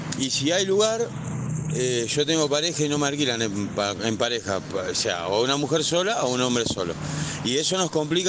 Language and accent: Spanish; Rosario, Santa Fe, Argentina; soy una persona que no soy de acá encima, soy de Rosario. Estoy lejos de mi familia